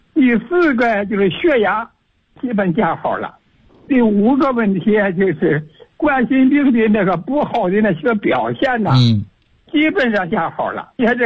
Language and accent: Chinese; Chengdu, Sichuan, China; 我是成都的。